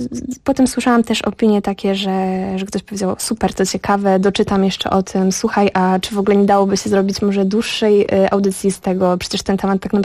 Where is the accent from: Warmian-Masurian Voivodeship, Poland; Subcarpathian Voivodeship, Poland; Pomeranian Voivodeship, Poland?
Warmian-Masurian Voivodeship, Poland; Giżycko; jesteśmy z Giżycka, pochodzimy z Mazur